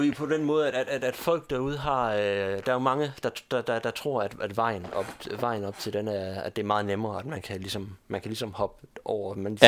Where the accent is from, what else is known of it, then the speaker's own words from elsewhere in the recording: Region of Southern Denmark, Denmark; man sad og hørte dernede i Sønderjylland, hvor jeg kommer fra, altså.